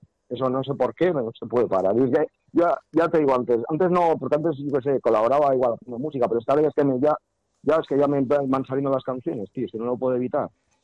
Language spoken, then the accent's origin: Spanish; Zumárraga, Basque Country, Spain; Pues, aquí en Guipúzcoa, si lo que hemos tocado así en Guipúzcoa, aquí en, porque yo soy de Zumárraga